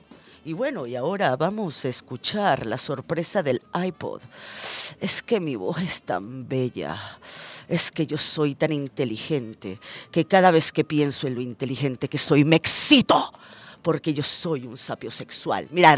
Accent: Venezuela; todos somos venezolanos, todos somos hermanos

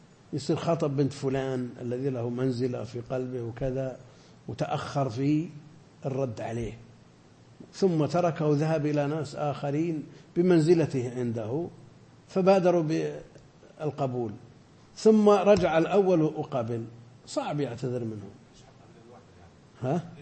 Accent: Al-Qassim, Saudi Arabia; لا عندنا في القصيم كثير تزوج اثنتين

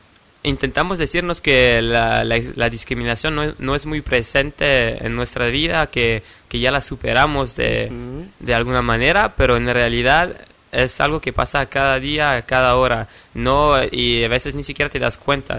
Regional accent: Switzerland; Soy de Suiza, sí.

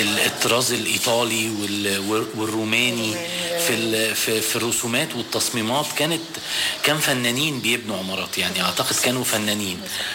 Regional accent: Alexandria, Alexandria Governorate, Egypt; مع كوني أنا اسكندراني ومولود في اسكندرية وحبي ليها،

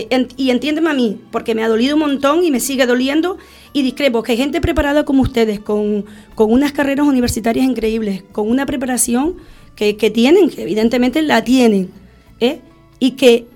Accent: Los Silos, Canary Islands, Spain; Porque yo soy una defensora nata de mi pueblo y siempre voy a buscar lo mejor para el pueblo mío.

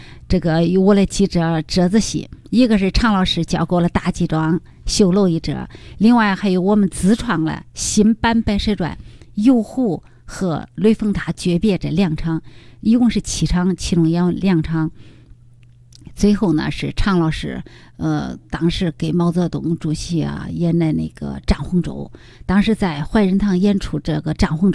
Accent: Henan, China; 展现我们河南人的形象，河南人的风采。

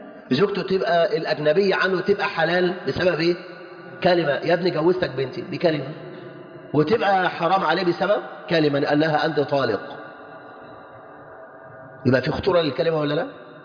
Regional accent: Egypt; ليجعل بلدنا مصر أمناً أماناً

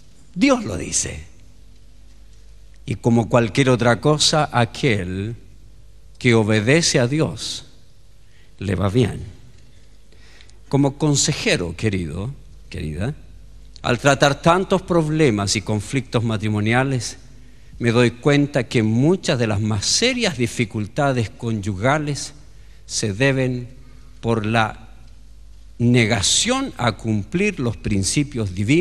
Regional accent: Chile; No, yo soy chileno

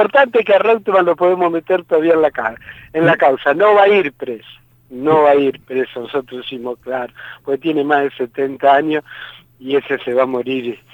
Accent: Santa Fe, Argentina; No entendíamos al principio, como cualquier santafesino.

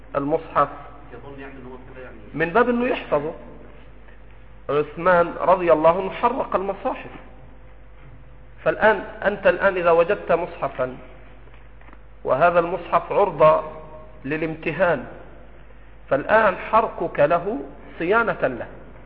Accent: Egypt; في مثل بلدنا مصر

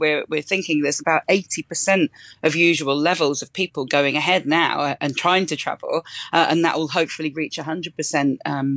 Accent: Andalusia, Spain; I grew up here. I'm an expat child. I grew up on the Costa del Sol.

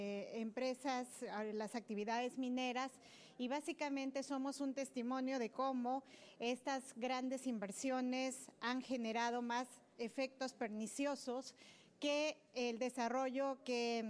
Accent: Cajamarca, Peru; Soy de Cajamarca, trabajo en Cajamarca, en Grufides

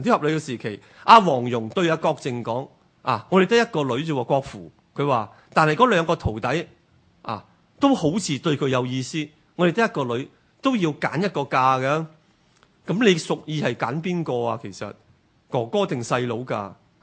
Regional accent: Hong Kong; 我哋香港人系咪醉生梦死大碗酒大块肉，去下旅行食下自助餐。

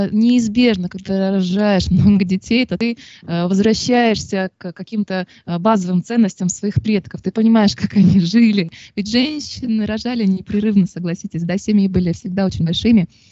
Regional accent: Novosibirsk, Novosibirsk Oblast, Russia; Да, мы из Новосибирска. Под Новосибирском есть Академгородок, а под Академгородком есть многодетный поселок «Семейная сказка».

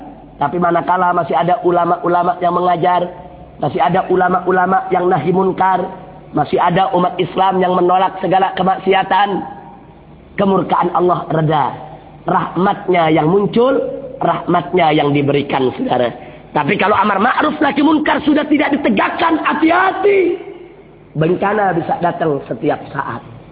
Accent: Java, Indonesia; kami dari Jawa, dari Indonesia datang untuk mengutip mayat orang Kedah

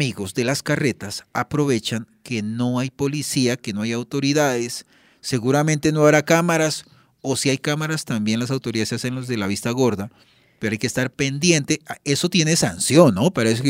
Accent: Boyacá, Colombia; Yo no soy paisa, yo soy boyacense

